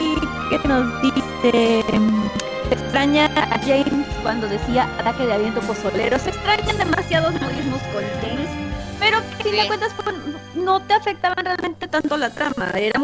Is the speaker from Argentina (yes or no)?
no; northern Mexico, Mexico; De que yo, bueno, Pinkstar y yo somos del norte de México, del norte de la República.